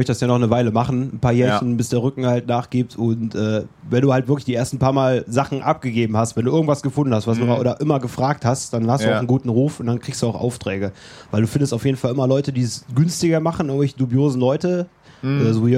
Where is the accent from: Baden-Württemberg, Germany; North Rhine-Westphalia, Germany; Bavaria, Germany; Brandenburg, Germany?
North Rhine-Westphalia, Germany; Leverkusen; ich komme aus Leverkusen